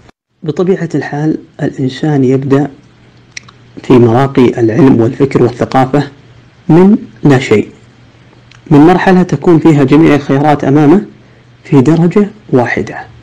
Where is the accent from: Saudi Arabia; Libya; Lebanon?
Saudi Arabia; وكلنا كسعوديين لنا الحق في الانتماء لها والولاء لقيادتها.